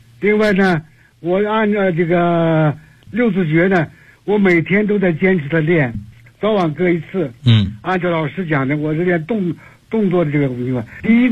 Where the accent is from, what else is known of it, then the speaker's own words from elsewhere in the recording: Beijing, China; 我是北京的学员。